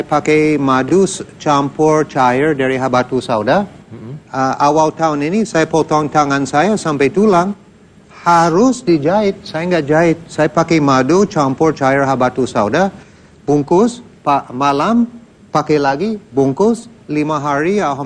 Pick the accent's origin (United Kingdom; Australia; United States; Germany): United States; Indonesian is a second language; now in Indonesia; Saya besar di Amerika, sekolah di Amerika, juga mantan Angkatan Udara Amerika.